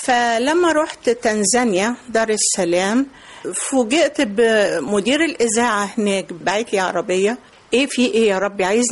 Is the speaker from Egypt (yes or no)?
yes; Egypt; انت عارفة ان احنا مصريين أذكياء